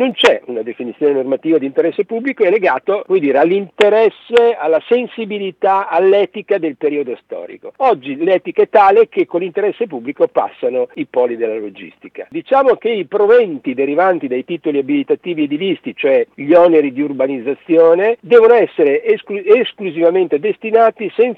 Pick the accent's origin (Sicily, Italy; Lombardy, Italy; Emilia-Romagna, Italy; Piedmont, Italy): Emilia-Romagna, Italy; Bologna; visto che sono di Bologna